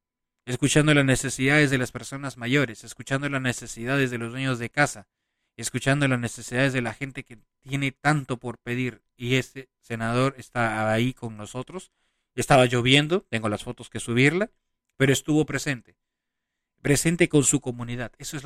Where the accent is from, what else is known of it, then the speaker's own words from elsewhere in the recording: Peru; Caras vemos, corazones no sabemos, decimos en mi país. Un fuerte abrazo a mi querida gente del Perú